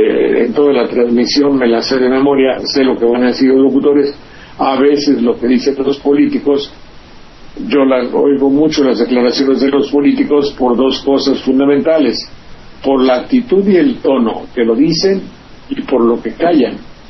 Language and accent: Spanish; Banderilla, Veracruz, Mexico; Yo me acuerdo cuando vino un conjunto aquí, a mi pueblo, Banderilla, que se llama